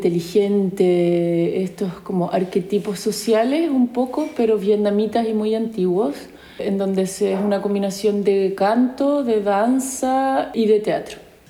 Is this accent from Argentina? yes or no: no; Santiago, Santiago Metropolitan Region, Chile; moved away as an adult; tengo 34 años, soy chilena, nací en Santiago. Viví en Santiago hasta los 27 años, ahí estudié teatro en la Universidad de Chile